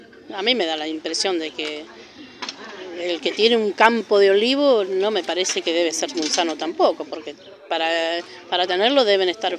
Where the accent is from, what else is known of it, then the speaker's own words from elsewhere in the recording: Mendoza, Argentina; lo aprendí de muy chica, porque me crié entre chacras, porque soy mendocina. Me crié entre chacras